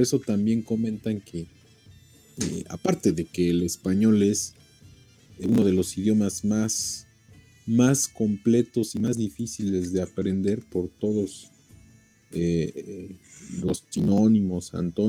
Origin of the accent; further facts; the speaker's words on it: Puebla, Mexico; e incluso hasta nosotros como mexicanos, si vamos a otro estado, pero que es de los poblanos, tenemos nuestra forma de hablar, nuestro acento, ¿sí? Muy característico. La gente dice que somos, que cantamos mucho las palabras, que son, las damos como cantaditas